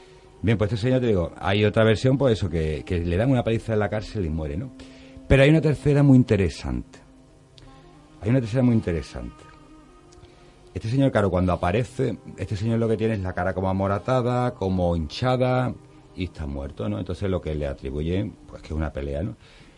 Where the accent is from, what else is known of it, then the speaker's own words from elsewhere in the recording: Algeciras, Andalusia, Spain; now in Seville, Spain; yo soy algecireño, mucha honra, aunque yo aquí en Sevilla hace muchos años, pero yo soy de Algeciras.